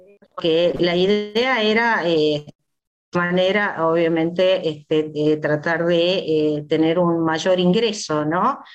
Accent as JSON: {"language": "Spanish", "region": "Tucumán", "country": "Argentina", "tie": "born there", "said": "yo nací en Tucumán, en la colonia de la Rinconada, el ingenio de la Fronterita, que es donde trabajaban"}